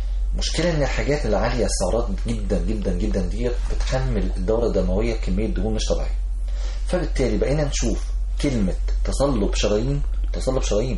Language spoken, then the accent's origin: Arabic; Egypt; وجبات سريعه دي حاجه مستحدثه عندنا في مصر